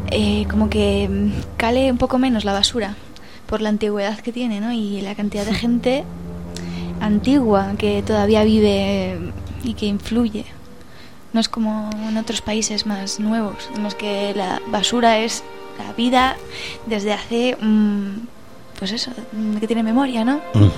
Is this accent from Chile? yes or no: no; Spain; A mí también lo parece, ¿eh? Y soy española, pero...